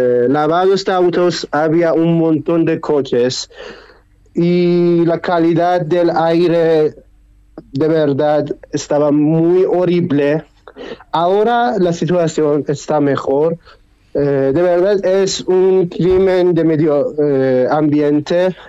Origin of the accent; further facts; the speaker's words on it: Iran; Spanish is a second language; cuando ellos saben que yo soy de Irán